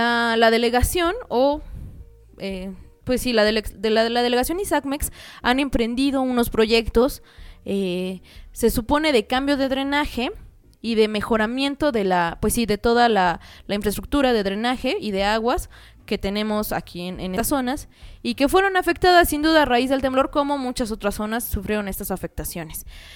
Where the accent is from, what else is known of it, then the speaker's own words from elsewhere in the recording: Mexico; La verdad es que nuestra calidad de vida como mexicanos, sobre todo los citadinos, pues está empeorando